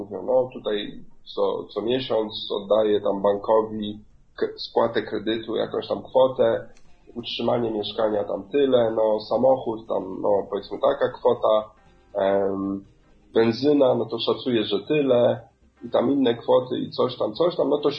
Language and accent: Polish; Kenya; pochodzę częściowo z Kenii, więc to jest, powiedzmy, można powiedzieć, moja baza